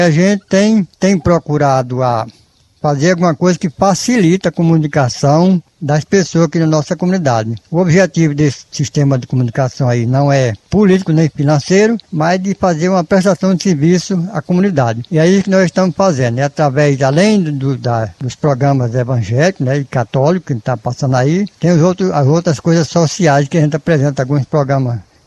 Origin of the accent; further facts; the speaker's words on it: Baraúna, Rio Grande do Norte, Brazil; born there; now in Serra do Mel, Brazil; eu vim de Baraúna, nasci em Baraúna e eu estou aqui na Serra do Mel. Já faz 30 anos que estou aqui na Serra do Mel.